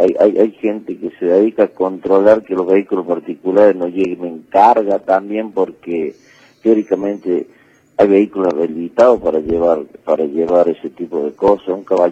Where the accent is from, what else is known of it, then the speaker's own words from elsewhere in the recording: Argentina; Desgraciadamente, así somos los argentinos.